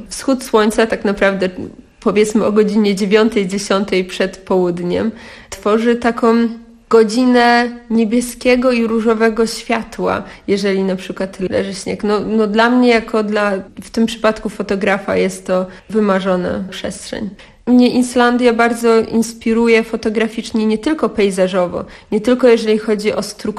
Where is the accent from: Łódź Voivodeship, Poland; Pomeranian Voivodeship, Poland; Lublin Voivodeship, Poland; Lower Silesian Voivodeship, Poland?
Lower Silesian Voivodeship, Poland; Ja pochodzę z Karkonoszy, teraz jestem dość nomadyczna.